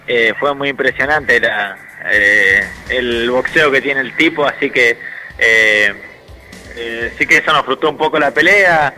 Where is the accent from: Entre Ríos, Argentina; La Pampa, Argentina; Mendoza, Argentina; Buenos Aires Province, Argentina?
La Pampa, Argentina; ahora me vine para mi pueblo, siempre me vengo para acá cuando termino una pelea y toda la gente te saluda, te felicita.